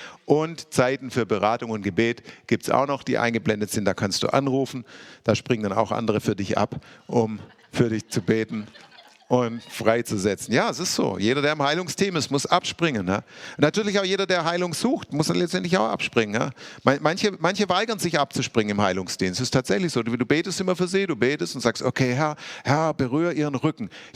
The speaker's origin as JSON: {"language": "German", "town": "Stuttgart", "region": "Baden-Württemberg", "country": "Germany", "tie": "born or raised there", "said": "Ich bin ja in Stuttgart aufgewachsen"}